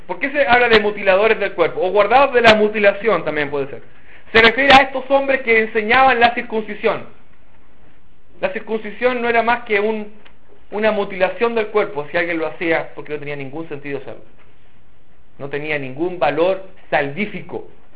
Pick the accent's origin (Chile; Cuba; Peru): Chile; Yo soy chileno de tomo y lomo, eso significa que acepta todas las cosas buenas y también las malas.